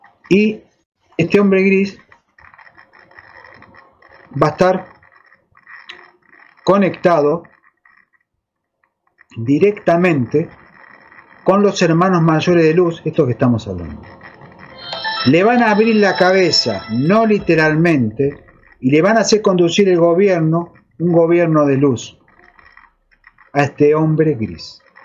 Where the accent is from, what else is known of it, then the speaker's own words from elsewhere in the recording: Argentina; Salvando que somos argentinos, no interesa las razas